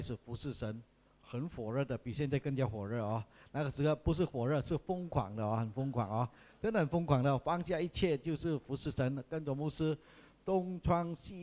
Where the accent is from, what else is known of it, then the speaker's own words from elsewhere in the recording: Sandakan, Sabah, Malaysia; 我是沙巴人啊，东马人啊，我山达根人